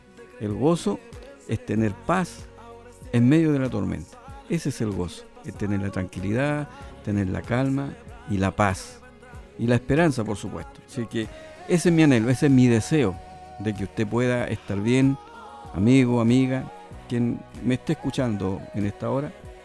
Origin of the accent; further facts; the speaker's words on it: Chile; Aunque no le agrade, vote por alguien que le pueda quizás para el lado suyo, como decimos los chilenos, tincar un poco más.